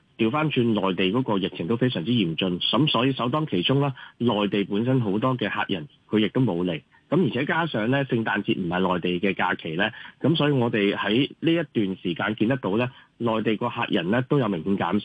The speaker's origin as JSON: {"language": "Cantonese", "country": "Macau", "said": "咁但係作為澳門人自己本身更加擔心"}